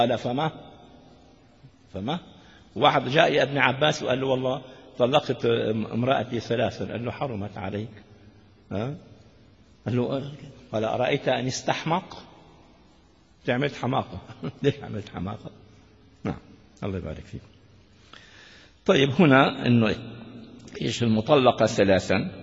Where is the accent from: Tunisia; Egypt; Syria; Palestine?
Syria; Damascus, Damascus Governorate; المفتي عندنا في دمشق الشام متمسك